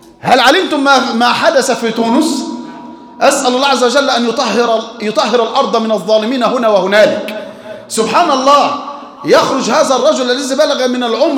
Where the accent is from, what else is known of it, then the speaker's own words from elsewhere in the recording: Egypt; عندنا في مصر